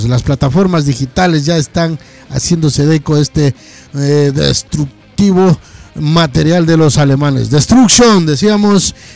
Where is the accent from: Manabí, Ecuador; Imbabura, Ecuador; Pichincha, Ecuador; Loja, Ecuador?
Loja, Ecuador; Catamayo; por Ecuador, por Loja, por Catamayo, mi tierra querida, por la tierra del sol naciente, así se le dice, se le llama, porque es un valle espectacular.